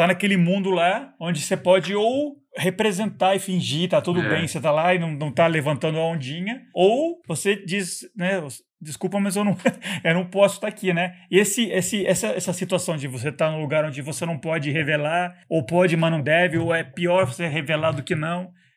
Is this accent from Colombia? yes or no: yes; Colombia; quando eu era jovem, a gente na Colômbia, a gente estava numa escola onde tinha... que era católica.